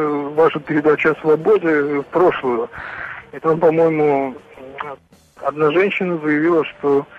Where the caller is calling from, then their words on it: Germany; Да, я звоню вам из Германии.